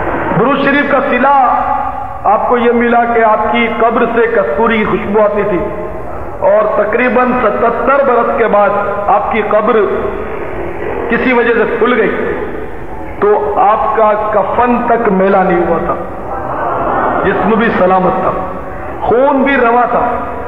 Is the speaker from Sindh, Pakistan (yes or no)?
yes; Karachi, Sindh, Pakistan; born there; آبائی گاؤں کتیانہ ہے، جوناگڑھ اسٹیٹ، چونکہ والدین وغیرہ کتیانہ ہی تھے اس لیے ہم کتیانہ ہی کہلاتے ہیں۔ ویسے میں کراچی میں پیدا ہوا ہوں